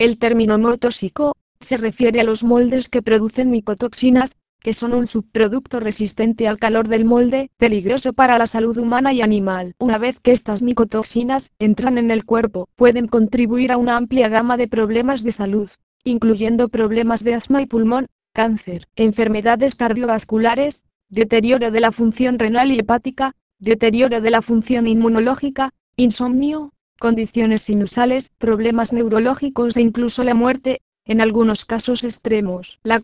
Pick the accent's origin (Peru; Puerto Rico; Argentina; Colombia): Puerto Rico; Una experiencia personal, por lo menos en Puerto Rico, de donde soy, es algo que he notado que no pasaba hace 20 años.